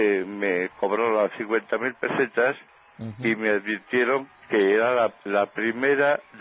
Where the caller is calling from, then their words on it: Santander, Cantabria, Spain; Te llamo de Santander, desde el jardinero.